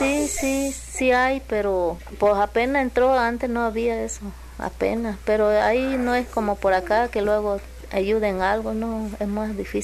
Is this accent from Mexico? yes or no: yes; Tuxtepec, Oaxaca, Mexico; now in Xalapa, Mexico; Yo soy de esta de Oaxaca, a rumbo a Tustepec, Oaxaca.